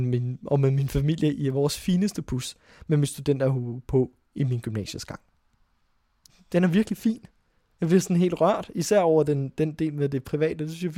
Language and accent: Danish; Frederiksberg, Capital Region, Denmark; Jeg voksede op i Frederiksberg med min familie og masser af skoleskift.